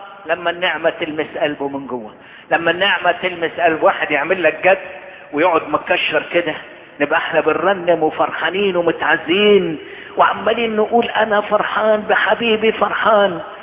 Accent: Egypt; يضيء لكل بلادنا مصر

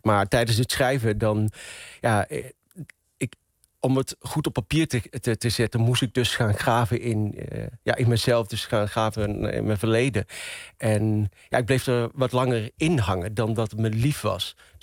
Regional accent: Venlo, Limburg, Netherlands; accent: Venlo dialect; also born or lived in Marrakesh, Morocco; Ik ben geboren in Marrakesh, maar opgegroeid en opgetogen in Venlo, in Limburg. Ik ben een Venlonaar, een Venloneer. Ik praat plat, ik spreek het dialect.

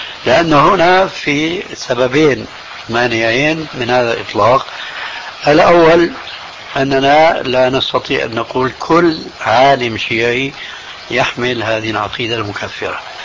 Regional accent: Syria; لا، إذن كما يقولون عندنا في الشام، ابعد عن الشر والنيله

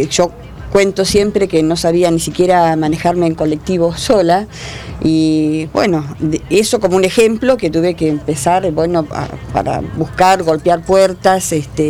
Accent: Uruguay; moved away as an adult; now in Argentina; nosotros somos mi marido era uruguayo, yo soy uruguaya. Yo me casé a los 19 años, nos casamos en Uruguay y nos vinimos para acá, para la Argentina.

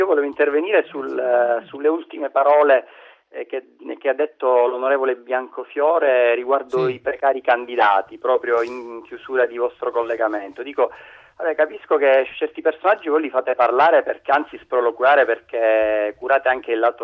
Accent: Palermo, Sicily, Italy; perché io sono di Palermo e mi capita di sentirla.

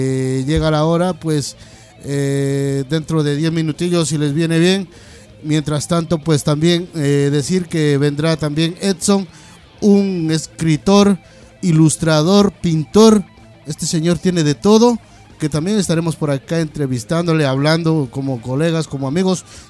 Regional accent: Aranjuez, Community of Madrid, Spain; Es que yo vengo de Aranjuez, entonces pues imagínate, se me va por allá.

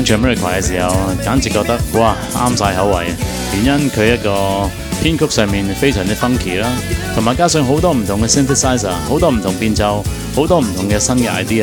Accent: Hong Kong; 原因就系我哋香港人就系听粤曲大嘅，即系上一代。

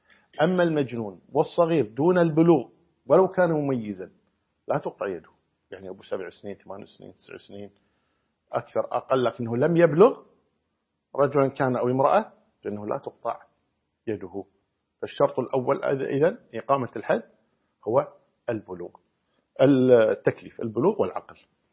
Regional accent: Kuwait; تقريبا جرام الذهب عندنا في الكويت الآن

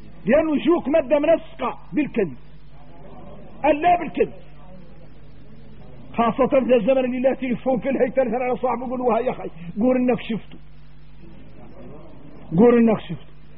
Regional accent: Mauritania; لو عاد واحد منا احنا موريتاني

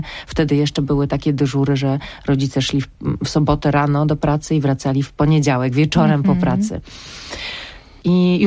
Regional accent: Silesian Voivodeship, Poland; jestem Ślązaczką

